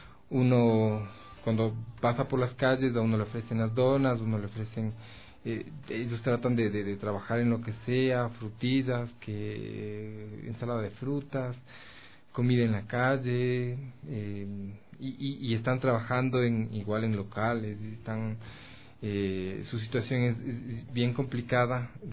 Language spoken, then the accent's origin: Spanish; Ecuador; no muy bien plantados como sociedad ecuatoriana